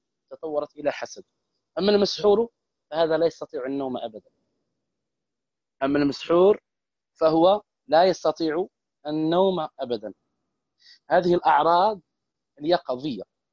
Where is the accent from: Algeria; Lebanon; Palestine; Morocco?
Morocco; احتفالات هنا عندنا في المغرب